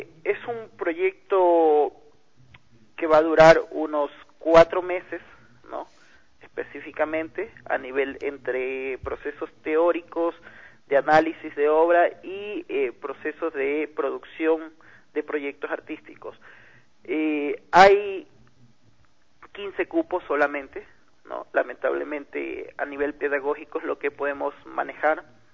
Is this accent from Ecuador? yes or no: yes; Guayaquil, Guayas, Ecuador; also born or lived in Quito; now in Loja, Ecuador; Yo estoy viviendo en la ciudad hace casi un año, soy originario de Guayaquil, pero toda mi carrera artística la he desarrollado casi en Quito